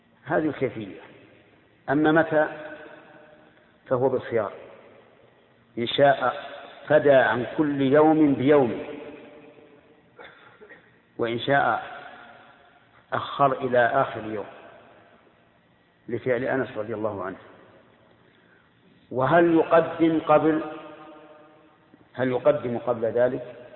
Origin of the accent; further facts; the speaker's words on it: Al-Qassim, Saudi Arabia; خمس الصاع الحال عندنا في القصيم